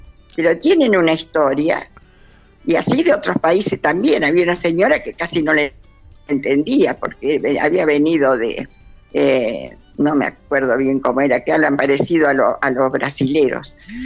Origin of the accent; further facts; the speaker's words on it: Coronel Suárez, Buenos Aires Province, Argentina; cuando cumplí 80 años, ahí presenté mi primer libro, en Coronel Suárez, que era mi tierra natal.